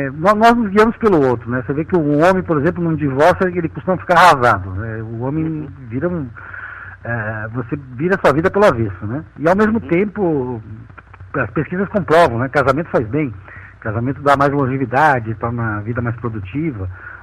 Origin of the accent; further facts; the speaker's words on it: Caxias do Sul, Rio Grande do Sul, Brazil; now in Salvador, Brazil; Tô aqui na beira da praia, né, meu apartamento na beira da praia aqui em Salvador, então não tem como sair disso, né. Não, claro que eu gosto de Caxias do Sul, é minha cidade natal, gosto da minha terra, mas me sinto como baiano.